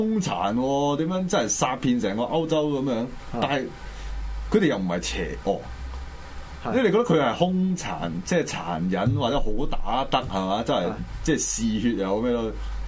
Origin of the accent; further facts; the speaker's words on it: Hong Kong; 即係香港人未衰到嗰樣嘢係做啲假奶粉啊、假雞蛋出嚟賺錢，我香港人做啫。